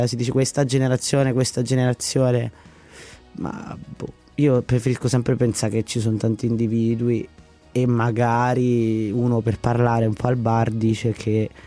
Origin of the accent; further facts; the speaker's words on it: Latina, Lazio, Italy; Io sono di Latina innanzitutto, la scuola di Latina.